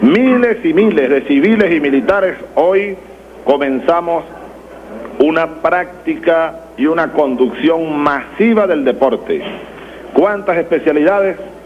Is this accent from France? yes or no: no; Venezuela; Ejemplo de lo que somos los venezolanos y ejemplo de lo que podemos ser los venezolanos.